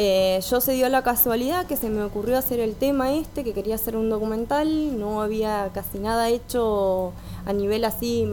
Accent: Carlos Casares, Buenos Aires Province, Argentina; justo en mi pueblo, en Carlos Casares

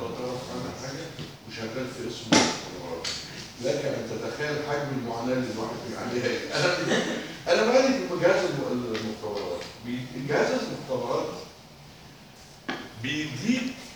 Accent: Egypt; في مثل بلدي يا اولاد بيقول لك ايه عندنا في مصر؟

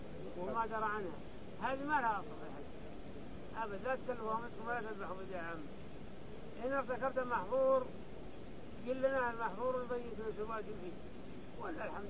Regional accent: Saudi Arabia; هي قدرها عندنا في السعودية هنا 56 ريال فضة

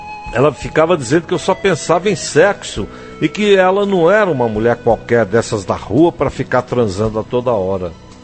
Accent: Altamira, Pará, Brazil; eu sou nascido em Altamira. Lá eu estudei, me criei e lá me casei a primeira vez também.

